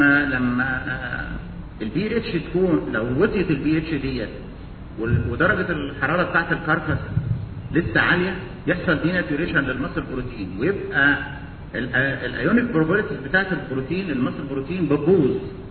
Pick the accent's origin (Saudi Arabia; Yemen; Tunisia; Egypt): Egypt; اللي موجوده عندنا في مصر وشكلها الغريب